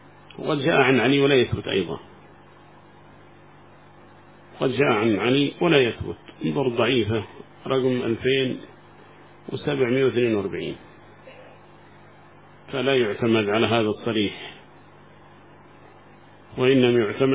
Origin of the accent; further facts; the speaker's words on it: Yemen; هذا ما وصل عندنا في اليمن أظنه